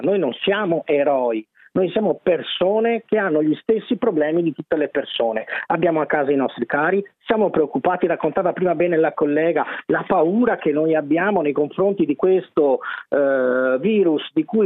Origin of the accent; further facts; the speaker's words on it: Vicenza, Veneto, Italy; io per esempio sono di Vicenza, quindi il mio comune si è in qualche modo attivato